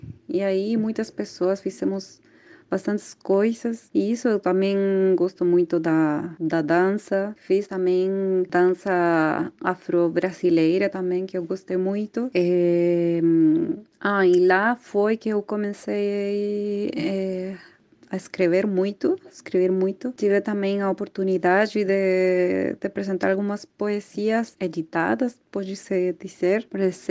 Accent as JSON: {"language": "Portuguese", "country": "Chile", "second_language": "Portuguese", "said": "Sou de Chile, nascida no Chile, sou artista visual, gosto muito de viajar"}